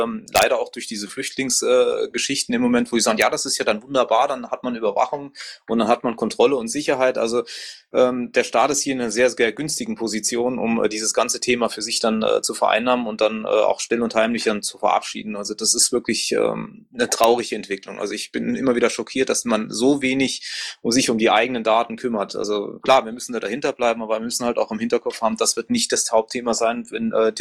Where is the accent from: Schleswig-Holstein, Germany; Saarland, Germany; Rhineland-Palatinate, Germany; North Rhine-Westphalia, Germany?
Saarland, Germany; wie man das hier bei uns im Saarland teilweise versucht anzustreben.